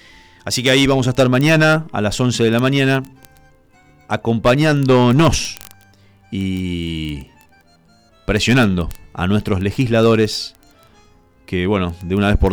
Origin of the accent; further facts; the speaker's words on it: Cañada de Gómez, Santa Fe, Argentina; es de mi ciudad natal, de Cañada de Gómez